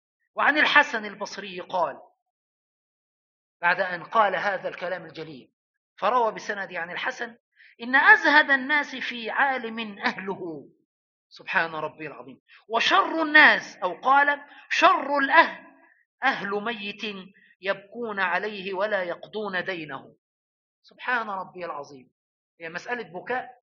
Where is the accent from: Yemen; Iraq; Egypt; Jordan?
Egypt; Upper Egypt; أنا أقول هذا لأن عندنا في الصعيد وفي الفلاحين يتكلمون على غائط البهائم جلة